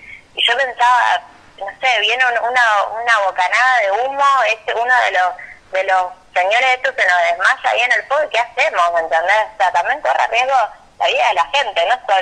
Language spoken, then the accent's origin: Spanish; San Lorenzo, Santa Fe, Argentina; la mayoría somos de acá de San Lorenzo, en realidad somos de toda la región, pero principalmente de San Lorenzo.